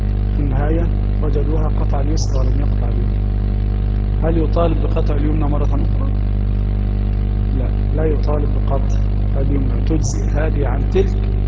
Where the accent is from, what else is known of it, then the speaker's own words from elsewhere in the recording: Egypt; يفيدنا كمصريين في دراسة هذا الكتاب